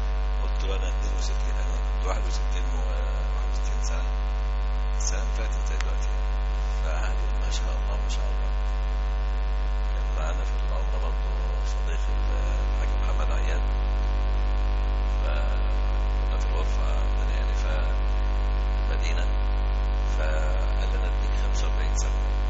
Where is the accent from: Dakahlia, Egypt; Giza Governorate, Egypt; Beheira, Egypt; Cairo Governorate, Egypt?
Dakahlia, Egypt; born there; من مواليد الدخلية،